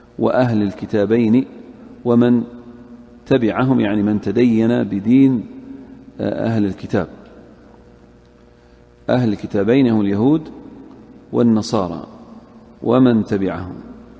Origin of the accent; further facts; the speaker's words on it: Saudi Arabia; أهل الذمة اللي في عندنا في السعودية الآن